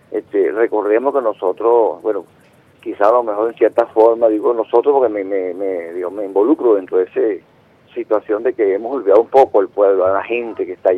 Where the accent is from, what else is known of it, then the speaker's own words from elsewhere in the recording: Venezuela; lo que nos integró como personas venezolanas vinculadas a la tierra y todo aquello que nos edificó como seres humanos